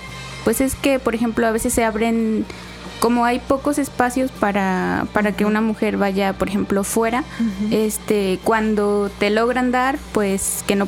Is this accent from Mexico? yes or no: yes; Buenavista, Veracruz, Mexico; now in Xalapa, Mexico; Soy de Buenavista, en el municipio de Tlaltetela, Veracruz.